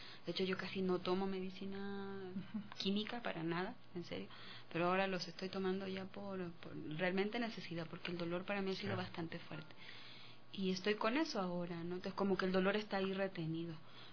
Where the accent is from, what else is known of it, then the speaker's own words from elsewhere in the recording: Vilcabamba, Loja, Ecuador; De Loja. Nací en Loja, en Vilcabamba.